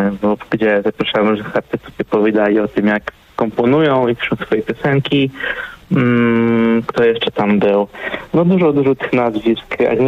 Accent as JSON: {"language": "Polish", "town": "Opoczno", "region": "Łódź Voivodeship", "country": "Poland", "lives_now": "Kraków, Poland", "said": "mam aktualnie 29. Mieszkam w Krakowie, pochodzę z Opoczna."}